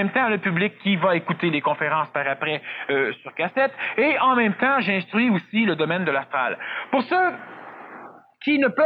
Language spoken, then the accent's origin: French; Quebec, Canada; ce n'est pas parce que je suis Québécois que je le dis.